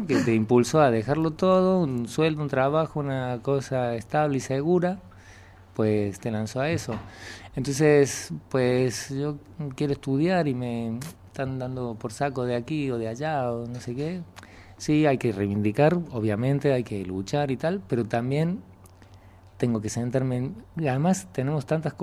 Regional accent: Córdoba, Argentina; also born or lived in Buenos Aires; now in Spain; Yo vine de Córdoba, de Argentina. Antes de Córdoba me fui a Buenos Aires. Era muy joven.

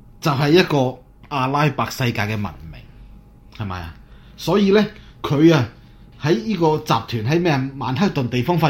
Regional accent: Hong Kong; 讲真啊，我哋香港人都包容咗你

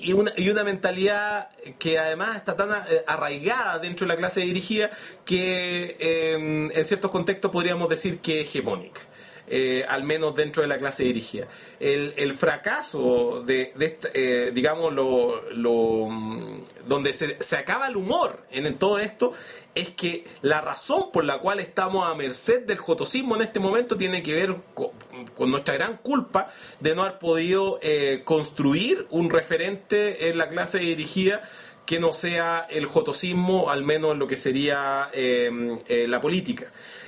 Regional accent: Chile; 18 millones de personas, que somos los chilenos.

